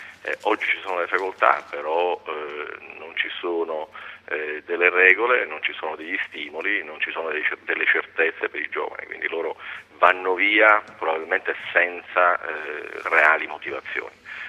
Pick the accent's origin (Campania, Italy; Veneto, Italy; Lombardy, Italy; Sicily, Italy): Sicily, Italy; Palermo; poi per voglia di insegnare anche a Palermo, nella mia terra, sono rientrato